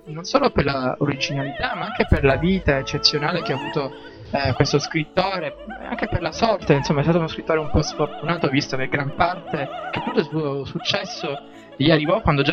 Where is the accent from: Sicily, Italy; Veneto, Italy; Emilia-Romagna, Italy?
Sicily, Italy; Palermo; Io sono cresciuto a Palermo e quindi mi manca tutto questo.